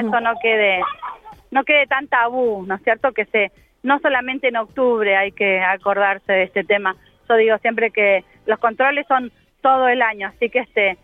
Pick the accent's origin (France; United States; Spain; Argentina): Argentina; Toay, La Pampa; hoy estamos en mi pueblo, yo soy de Toay.